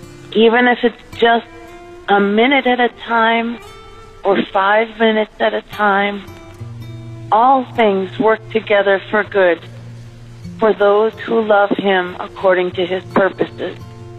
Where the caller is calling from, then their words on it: Savannah, Georgia, United States; in Savannah